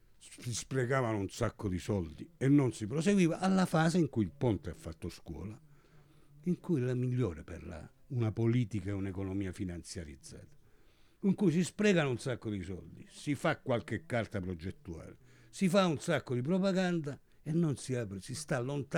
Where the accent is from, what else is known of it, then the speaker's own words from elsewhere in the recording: Strait of Messina, Italy; io sono dello Stretto, ma ho insegnato insegno a Venezia, a Firenze da 31 anni